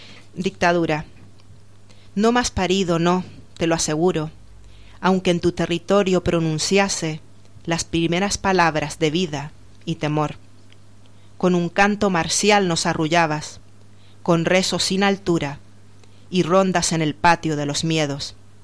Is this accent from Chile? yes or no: yes; Chile; moved away as an adult; yo soy de origen chileno, aunque he vivido aquí 13 años, y también he tratado en mi poesía de reflejar un poco, porque nací en dictadura, no conocí la democracia hasta que tenía pues 11 años más o menos